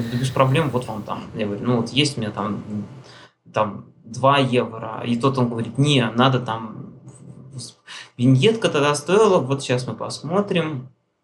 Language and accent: Russian; Russia; я говорю, товарищ, я говорю, я из России.